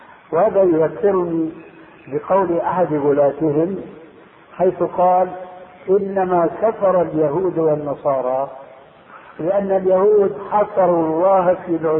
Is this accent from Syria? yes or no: yes; Syria; تلقفها بعض العامة عندنا في سوريا